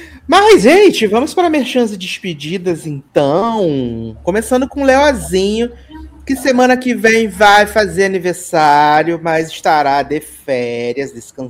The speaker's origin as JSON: {"language": "Portuguese", "country": "Brazil", "said": "Eu sou do Brasil."}